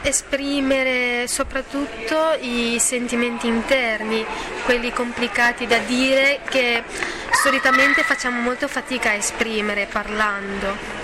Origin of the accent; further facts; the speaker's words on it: China; now in Bologna, Italy; Dalla Cina.